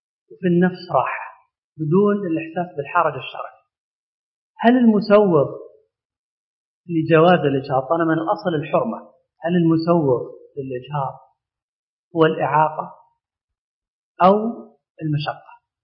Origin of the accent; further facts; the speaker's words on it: Saudi Arabia; لأن عندنا في السعودية من فترات طويلة جدا